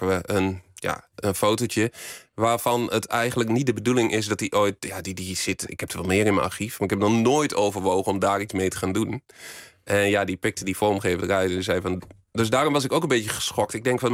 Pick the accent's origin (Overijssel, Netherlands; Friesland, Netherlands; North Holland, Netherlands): Overijssel, Netherlands; Borne; accent: Twente; Ik kom uit Twente. Dat is misschien nog een beetje te horen in mijn tongval.